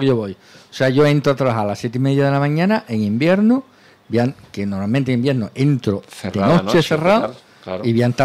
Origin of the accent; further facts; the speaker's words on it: Andalusia, Spain; Soy andaluz, soy un hombre de luz.